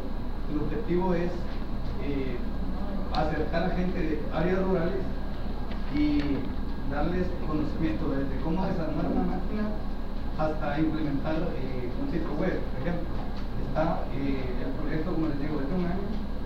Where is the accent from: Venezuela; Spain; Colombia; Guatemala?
Guatemala; Vengo de Guatemala.